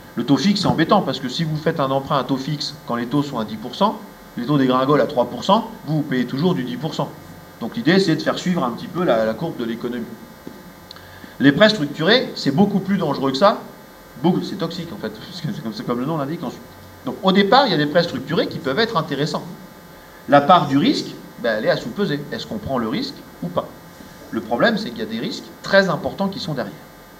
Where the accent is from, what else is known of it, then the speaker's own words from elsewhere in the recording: Orléans, Centre-Val de Loire, France; J'ai pris le cas du Loiret parce que moi je viens d'Orléans.